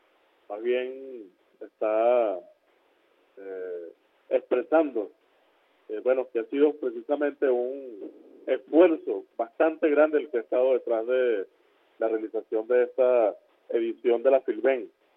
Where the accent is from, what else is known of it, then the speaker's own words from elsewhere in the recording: Venezuela; yo como ministro, como representante, como integrante de este gobierno y como venezolano